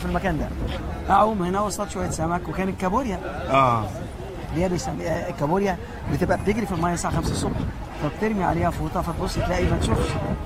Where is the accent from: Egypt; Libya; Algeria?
Egypt; Alexandria, Alexandria Governorate; اسكندراني الحقي اما بحري يا اما كنوس، اما بحري يا اما كنوس. فاحنا هي دي منطقه بحري